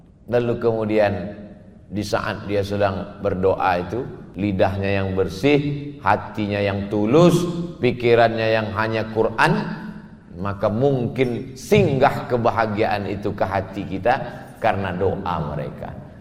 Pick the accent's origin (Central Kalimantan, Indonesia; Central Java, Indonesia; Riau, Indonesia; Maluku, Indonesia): Riau, Indonesia; Pekanbaru; Saya dari Pekanbaru ikut bersama sahabat-sahabat Paskas menyerahkan foto, video, kami share.